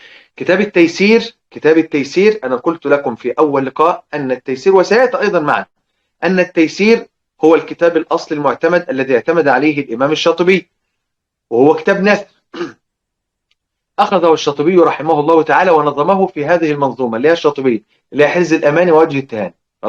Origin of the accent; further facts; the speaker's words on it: Egypt; وعلى فكره عندنا في مصر بقايا كلمات للازرق لورش موجوده عندنا في مصر